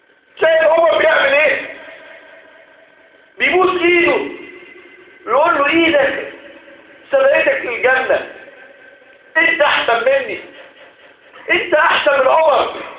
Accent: Egypt; اجعل بلدنا مصر امنا مطمئنا

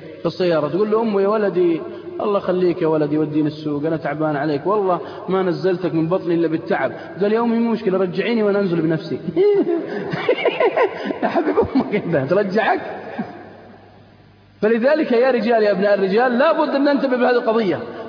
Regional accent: Al-Qassim, Saudi Arabia; عندنا في القصيم بعد الفجر الضحى، صح؟

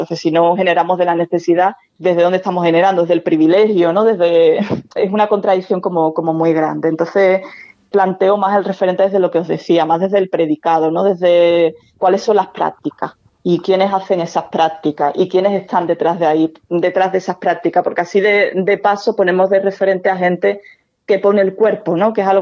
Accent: Andalusia, Spain; Y yo soy andaluza

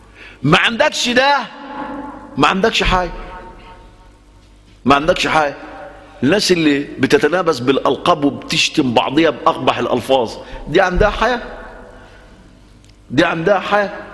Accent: Egypt; أنا شايف الأمة وخاصة في بلدنا مصر

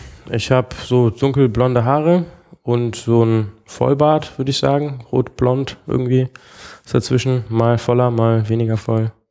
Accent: Bonn, North Rhine-Westphalia, Germany; moved away as an adult; now in Berlin, Germany; So generell im Leben komme ich aus Bonn eigentlich.

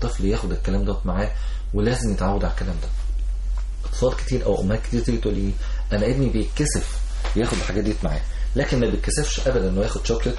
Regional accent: Egypt; وجبات سريعه دي حاجه مستحدثه عندنا في مصر

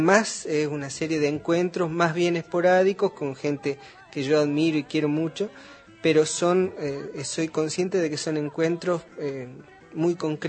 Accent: Olavarría, Buenos Aires Province, Argentina; also born or lived in La Plata; No, soy de Olavarría. Yo viví hasta los 17 años en Olavarría, después me fui a estudiar a La Plata.

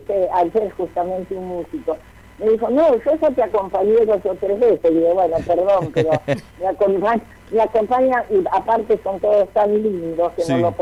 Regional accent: Sunchales, Santa Fe, Argentina; No, yo soy de Sunchales, provincia de Santa Fe, donde venimos las cosas ricas

